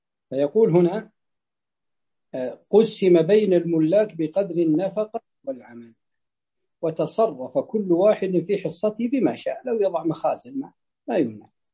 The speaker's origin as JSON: {"language": "Arabic", "region": "Najd", "country": "Saudi Arabia", "said": "تجد أن حتى عندنا في نجد عندما تفتح السدود تفتح فتأتي إلى المزارع الماء يمشي"}